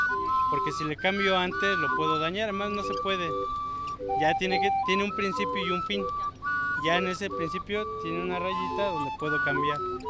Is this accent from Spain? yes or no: no; Ecatepec, State of Mexico, Mexico; born there; Yo soy de aquí de Catepec, ahora sí, okay. Nacido aquí.